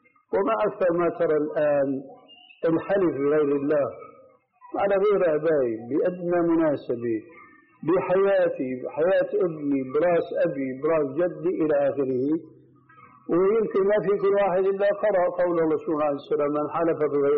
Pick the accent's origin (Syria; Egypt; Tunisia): Syria; ونحن عندنا في الشام كانوا التلامذة المساكين مساكين يقولوا أنا حضرت الشيخ أنكشف شو في قلبي